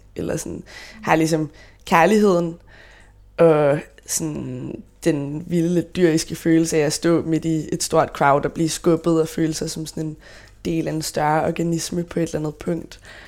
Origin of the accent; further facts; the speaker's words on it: Copenhagen, Capital Region, Denmark; jeg er faktisk født og opvokset på Nørrebro. Mine forældre boede nede på Rantorvsgade, Griffenfeldsgade, i en lejlighed over min onkels bager.